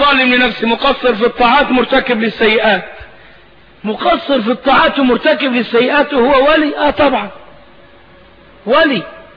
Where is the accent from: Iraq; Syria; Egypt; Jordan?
Egypt; اهو دي حاجات من التخاريف الموجودة عندنا في الريف المصري.